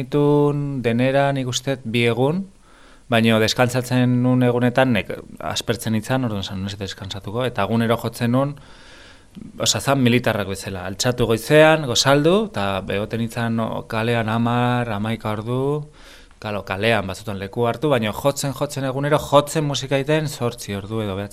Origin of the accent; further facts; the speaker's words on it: Basque Country, Spain; nik euskalduna naiz